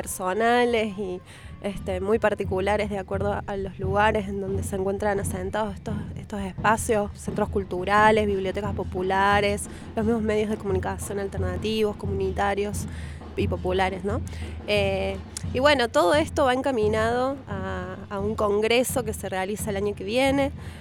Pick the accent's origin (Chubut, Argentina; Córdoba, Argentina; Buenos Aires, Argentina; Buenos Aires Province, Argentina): Córdoba, Argentina; Villa Ciudad Parque; soy de Córdoba, de Villa Ciudad Parque